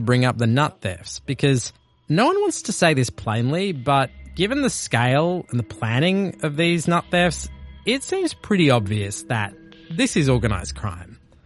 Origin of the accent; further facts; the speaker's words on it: Australia; which famously changed gun laws in my home country of Australia.